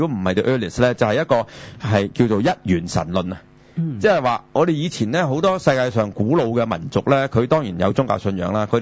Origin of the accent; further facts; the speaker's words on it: China; 因為遷就我哋中國人啊，我哋中國人就